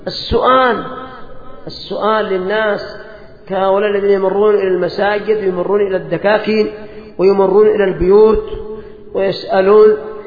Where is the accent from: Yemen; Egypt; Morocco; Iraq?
Yemen; عندنا في اليمن القبيلة أيضا، القبيلة لها دور